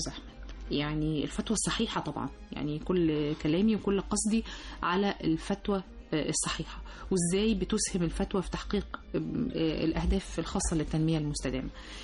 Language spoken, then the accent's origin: Arabic; Egypt; حتى احنا كمجتمع مصري يعني بيحب النكته الحلوه والضحكه الحلوه